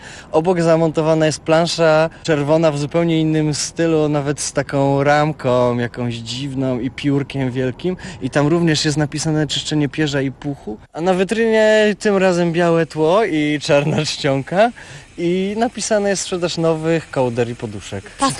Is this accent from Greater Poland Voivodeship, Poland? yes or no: yes; Poznań, Greater Poland Voivodeship, Poland; Tak, jestem stąd.